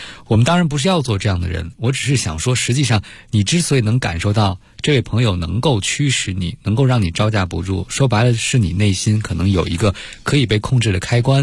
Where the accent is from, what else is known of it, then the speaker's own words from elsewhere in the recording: China; 其实在我们中国人的生活中有一个让人很心累的东西，就是所谓的人情债，是吧？